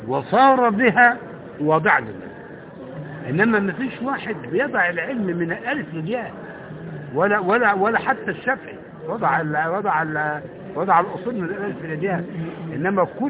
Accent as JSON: {"language": "Arabic", "country": "Yemen", "said": "أنا من اليمن"}